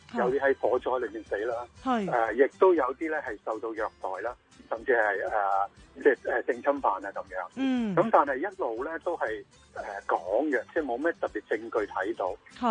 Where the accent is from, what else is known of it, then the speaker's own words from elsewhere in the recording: Hong Kong; 我哋香港人星期四就放假啦